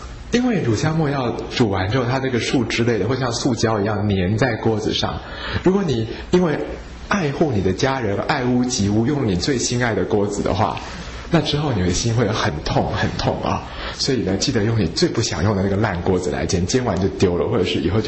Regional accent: Taiwan; 一般我们台湾人的脾胃撑不住。

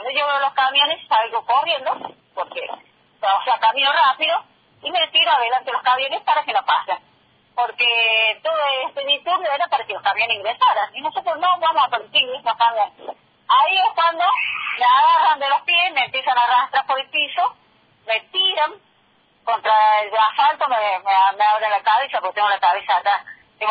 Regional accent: Argentina; nosotros no somos de Malvinas, Argentina, somos de la República Argentina. Somos todos argentinos

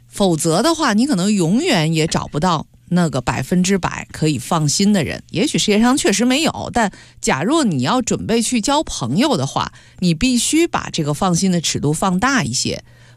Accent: Beijing, China; 我记得就在北京，因为我是老北京人啊

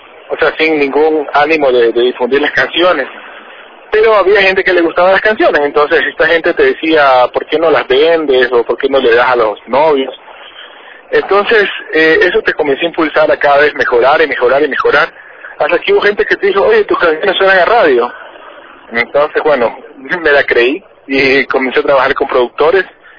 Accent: Ecuador; en Ecuador es muy importante poder difundir nuestra música en nuestro propio país, pero también es importante, y como ecuatorianos, poder exportar lo que hacemos.

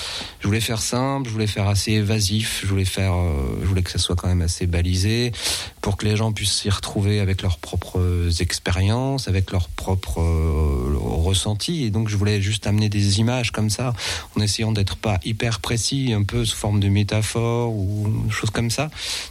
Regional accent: France; quand on écrit en anglais, on se donne un tout petit, et qu'on est français, on se donne un tout petit peu moins dans le texte

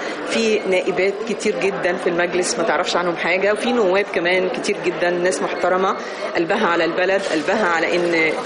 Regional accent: Egypt; طبعنا كمصريين دائما أبدا بيحط المرأة في منزلة تانية.

